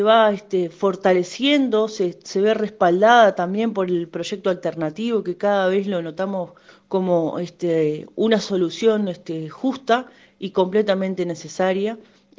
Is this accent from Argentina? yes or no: no; Uruguay; ¿Debemos seguir aceptando estas situaciones como pueblo uruguayo?